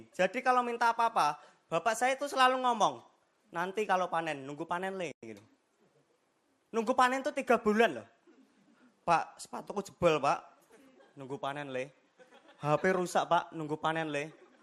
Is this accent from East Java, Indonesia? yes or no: yes; Madiun, East Java, Indonesia; dan saya dari Madiun. Saya pengen cerita aja teman-teman. Saya ini anaknya petani.